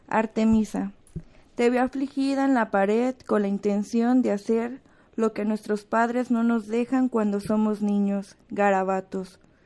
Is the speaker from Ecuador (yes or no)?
no; Mexico; now in Guadalajara, Mexico; somos 10 mujeres mexicanas, igual que residimos en Guadalajara.